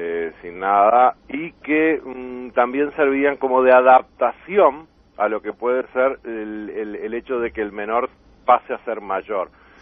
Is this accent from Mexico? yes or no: no; Uruguay; eso a uno lo apena como uruguayo